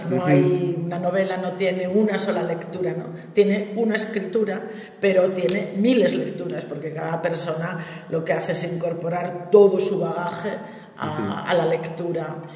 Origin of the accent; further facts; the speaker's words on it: Gijón, Asturias, Spain; para los que somos de Gijón